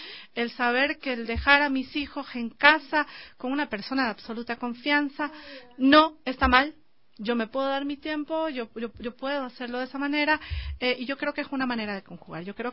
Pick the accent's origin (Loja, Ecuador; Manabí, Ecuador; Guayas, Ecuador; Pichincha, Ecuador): Guayas, Ecuador; Guayaquil; accent: coastal; Es que soy de Guayaquil, hablo bastante. No, entonces, lo costeño.